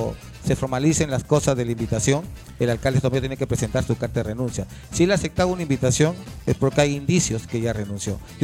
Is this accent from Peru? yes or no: yes; Callao, Peru; quienes hemos estudiado nuestra secundaria en el glorioso José Olaya Balandra, podemos decir con orgullo que somos chalacos